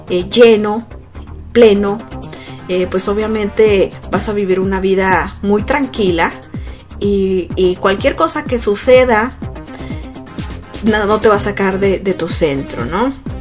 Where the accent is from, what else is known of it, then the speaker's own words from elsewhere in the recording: Mexico; Y digo mexicano porque yo soy mexicana